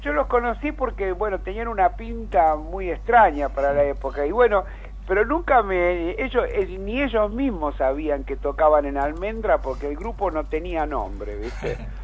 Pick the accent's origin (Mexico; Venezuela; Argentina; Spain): Argentina; en Argentina somos todos de River o de Boca, ¿viste?